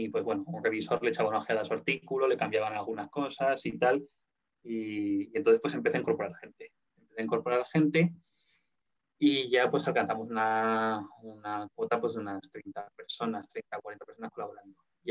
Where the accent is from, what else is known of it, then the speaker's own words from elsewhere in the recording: Zaragoza, Aragon, Spain; yo soy de Zaragoza, con la emisora local de la serie Zaragoza, con Radio Zaragoza.